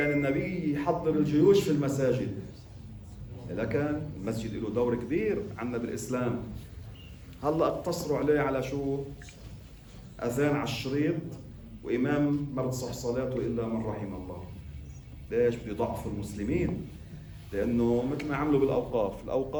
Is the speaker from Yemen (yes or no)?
no; Lebanon; قلت لكم مرة كان عندنا بلبنان نحن هون وقف اسمه وقف الصحن.